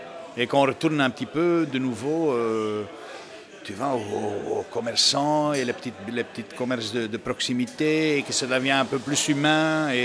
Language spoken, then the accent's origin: French; Flanders, Belgium; moved away; Moi, j'ai quitté la Flandre. Si je suis ici, c'est parce que quelque part, je ne me sentais pas vraiment... Parce que quand moi, je suis arrivé ici, tout le monde disait, ah, le flamand est comme ça